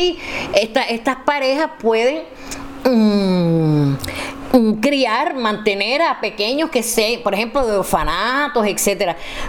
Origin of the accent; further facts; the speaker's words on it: Cuba; Pero en mi país, mi Cuba, este que yo he visto con este terruño que he visto con tanta justicia, con tanto valor, con tanta fortaleza